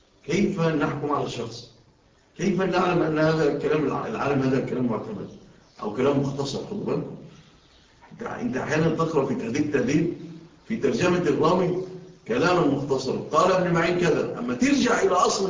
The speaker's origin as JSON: {"language": "Arabic", "country": "Egypt", "said": "انتوا شوفوا في بلادنا مصر"}